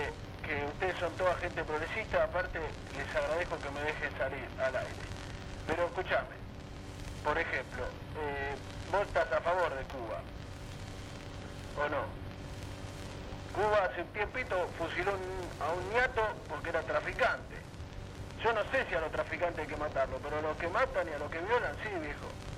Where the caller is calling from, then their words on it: Buenos Aires, Argentina; Sí, te hablo de acá del garaje de Almagro.